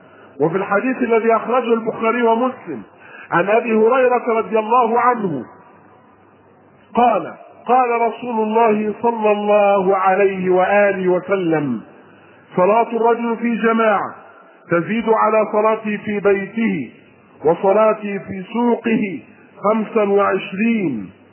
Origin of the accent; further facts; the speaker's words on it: Egypt; وطبعا نحن كمصريين وعادات طعامنا الثوم والبصل ركن ركين في طبيخنا واكلنا وطعامنا